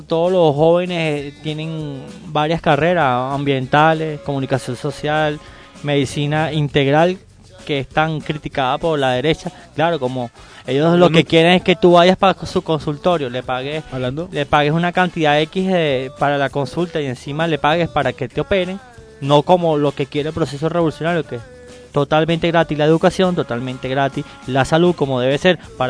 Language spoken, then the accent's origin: Spanish; Caracas, Capital District, Venezuela; como venezolanos y como caraqueños que hemos vivido